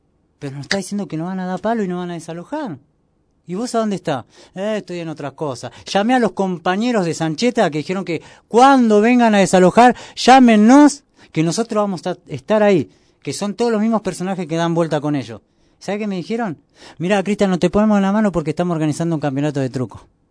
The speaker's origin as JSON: {"language": "Spanish", "country": "Argentina", "said": "Porque como una familia paraguaya la está sufriendo como yo siendo argentino."}